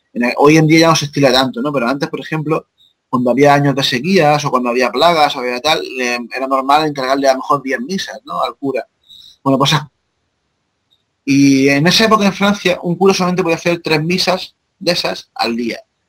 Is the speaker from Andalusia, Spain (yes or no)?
yes; Jaén, Andalusia, Spain; relacionándolo también con precisamente con mi pueblo, en Jaén